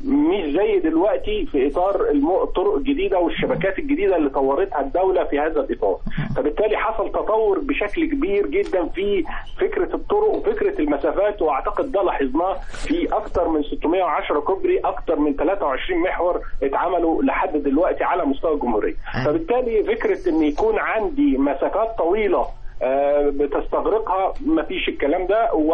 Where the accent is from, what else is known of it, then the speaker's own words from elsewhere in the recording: Upper Egypt, Egypt; لأهالينا اللي إحنا منهم من الصعيد مصر.